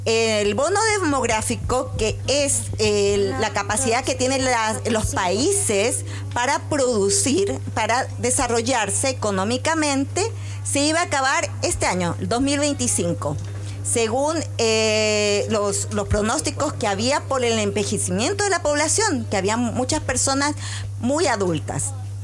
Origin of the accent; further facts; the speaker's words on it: Peru; now in Chile; Yo vengo de Perú